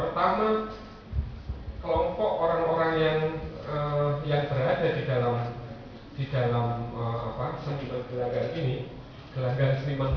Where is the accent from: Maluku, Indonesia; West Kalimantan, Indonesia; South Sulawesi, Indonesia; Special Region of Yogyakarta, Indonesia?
Special Region of Yogyakarta, Indonesia; Yogyakarta; misalnya saya orang Jogja, gitu, tapi saya agak curiga dengan ide keistimewaan sebenarnya.